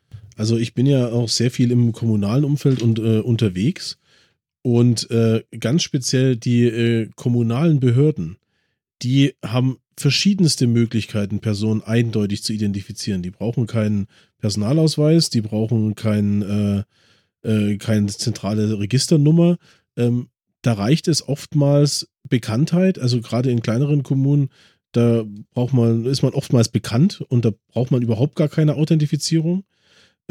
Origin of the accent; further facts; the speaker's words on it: Chemnitz, Saxony, Germany; born there; mein Geburtsort ist Karl-Marx-Stadt. Gibt's nicht mehr. In meinem Ausweis steht Geburtsort Karl-Marx-Stadt, jetzt Chemnitz.